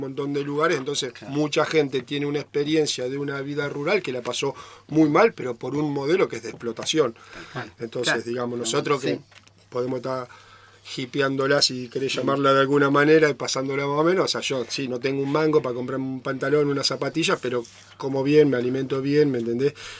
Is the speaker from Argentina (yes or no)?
yes; Santa Fe, Argentina; Yo, digamos, soy de Santa Fe y mi abuelo trabajó en la forestal